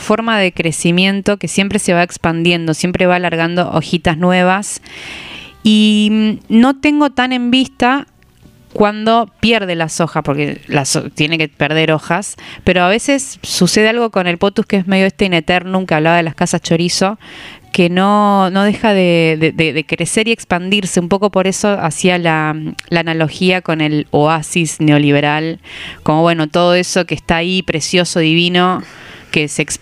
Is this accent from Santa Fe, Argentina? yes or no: yes; Santa Fe, Argentina; Yo soy de Rosario, pero me crié en el campo, me fui a vivir a Rosario a los 18.